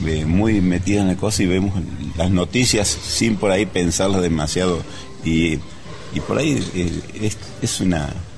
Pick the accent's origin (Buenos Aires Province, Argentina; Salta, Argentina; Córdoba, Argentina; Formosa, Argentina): Córdoba, Argentina; La Carlota; Yo soy de La Carlota. Y después me fui a Río Cuarto para trabajar en Diario Puntal